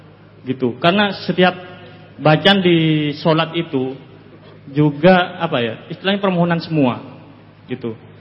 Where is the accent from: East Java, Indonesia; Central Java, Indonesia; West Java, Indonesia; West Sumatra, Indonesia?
East Java, Indonesia; saya asli Madura, jadi dari Madura tadi langsung ke sini.